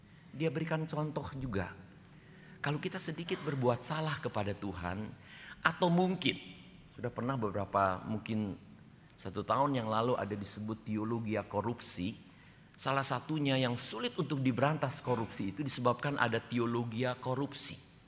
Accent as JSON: {"language": "Indonesian", "town": "Bandung", "region": "West Java", "country": "Indonesia", "tie": "born or raised there", "said": "Saya masih teringat satu kali saya dibesarkan di Bandung dengan nenek saya tahun 66-67."}